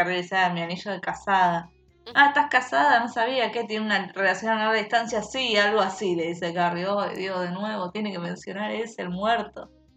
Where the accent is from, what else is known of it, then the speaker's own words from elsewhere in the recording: Buenos Aires, Argentina; Mirá que yo me quejo porque soy porteña y para mí ir al conurbano, bueno, vos sabés.